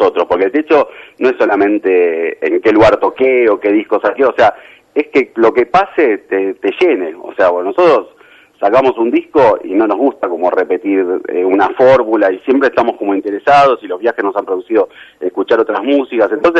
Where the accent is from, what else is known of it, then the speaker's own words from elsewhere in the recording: Argentina; Yo creo que somos una Argentina, es muy piola en montones de cosas